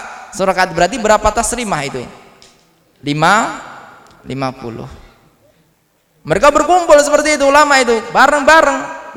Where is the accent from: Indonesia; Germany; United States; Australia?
Indonesia; Tulungagung, East Java; daerah saya dulu di Tulungagung itu juga pernah itu